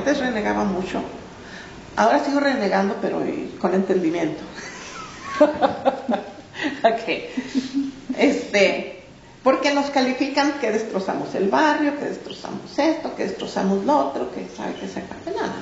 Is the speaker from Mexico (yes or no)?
yes; Mexico; now in Chicago, United States; Pero si te has fijado, qué difíciles somos los mexicanos de sacar de un lugar.